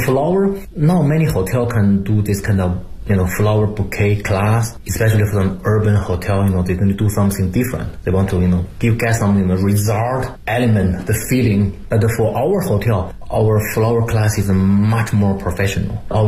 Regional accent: Beijing, China; English is a second language; I'm from Beijing, I know Beijing a lot.

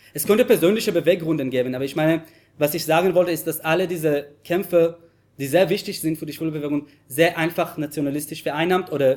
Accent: Jerusalem, Jerusalem District, Israel; German is a second language; ich bin in Jerusalem aufgewachsen, bis heute wurde ich nicht trauen, mit einem Mann zu küssen auf der Straße in Jerusalem

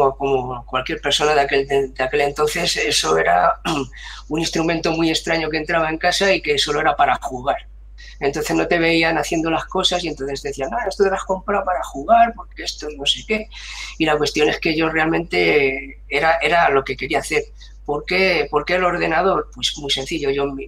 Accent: Madrid, Community of Madrid, Spain; como soy de Madrid, aquí en Madrid está el Corte Inglés

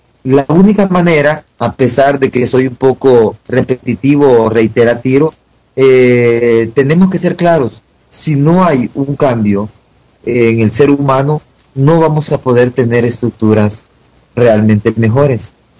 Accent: El Salvador; uno, siendo salvadoreño, teniendo una gran visión de América Latina

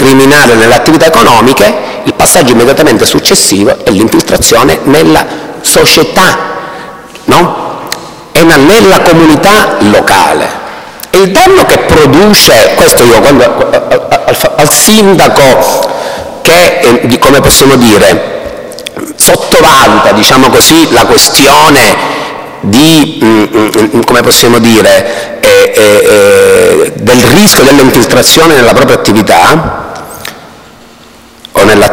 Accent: Palermo, Sicily, Italy; se le cronache le seguo io che sono da Palermo, di ciò che accade dalle vostre parti

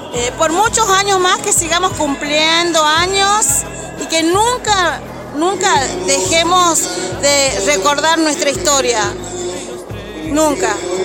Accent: Jujuy, Argentina; estoy acá en la localidad de Puyén hace 11 años. Soy de la provincia de Jujuy. En Chubú estoy 21 años, así que ya soy patagónica.

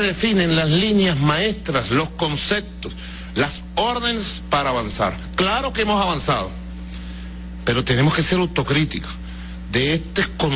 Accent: Caracas, Capital District, Venezuela; Yo crecí en medio de una comunidad italiana bastante grande, donde yo nací y me crié aquí en Caracas. Bueno, en el edificio, aún allí está el edificio San Pedro, ¿no? Allí en cada piso vivía una familia italiana.

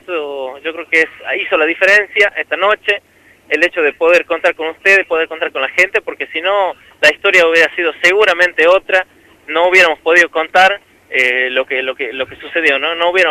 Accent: Andalgalá, Catamarca, Argentina; en ese vehículo, en este auto que nos ha traído a Andalgalá. He podido respirar un ratito el aire de mi pueblo

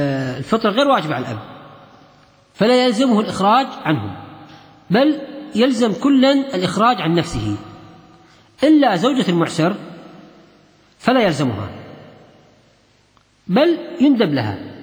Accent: Kuwait; كان في شخص عندنا في الكويت

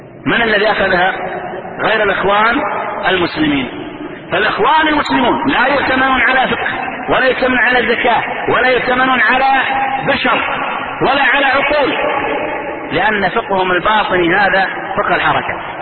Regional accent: Saudi Arabia; والقرضاوية انتشر عندنا في السعودية

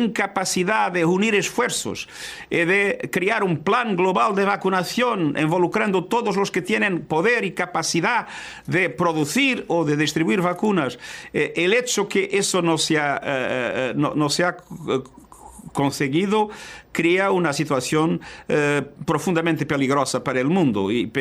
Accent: Portugal; Spanish is a second language; En mi país, Portugal, 80% de las personas están vacunadas.

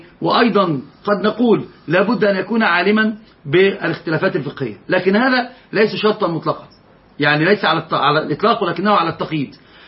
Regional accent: Egypt; وضبط عندنا في مصر ضبط ثالث.

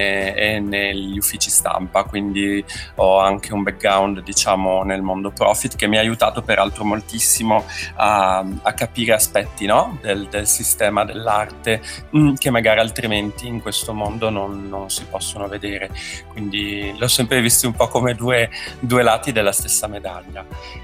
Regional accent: Veneto, Italy; now in Milan, Italy; No, io sono veneto, però ho studiato filosofia a Pavia, quindi diciamo vivo a Milano veramente da moltissimi anni.

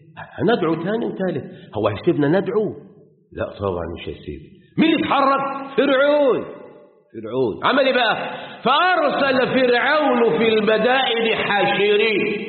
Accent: Egypt; واحنا بالذات مصريين عندنا جميع ازواج النبات، ابل وبحر

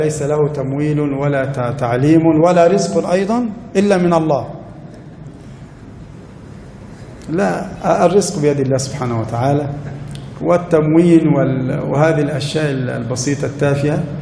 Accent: Egypt; قد يكون عدد المحافظة عندنا في مصر مثلا 5 ملايين

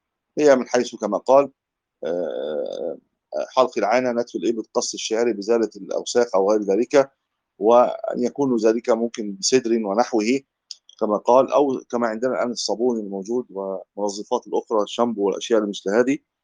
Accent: Egypt; تجد النساء عندنا في مصر لما يذهبوا للحج

